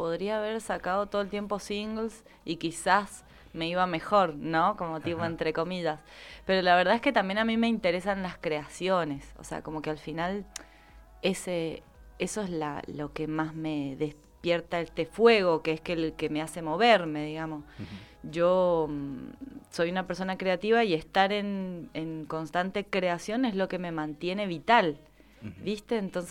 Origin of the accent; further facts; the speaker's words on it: Berazategui, Buenos Aires Province, Argentina; also born or lived in Córdoba; Nací en Capital, pero después mis viejos, porque hacían trabajo social, nos trasladamos a Buenos Aires y viví mis primeros 4 años en Berazategui, también provincia de Buenos Aires.